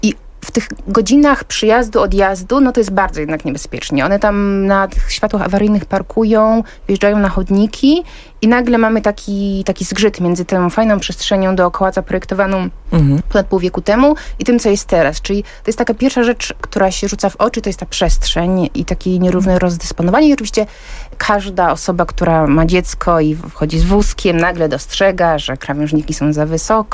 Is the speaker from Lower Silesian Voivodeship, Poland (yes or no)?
no; Połaniec, Świętokrzyskie Voivodeship, Poland; No ja jestem z Połańca, z małej miejscowości Świętokrzyskiej, więc jakby wychowywałam się pod blokiem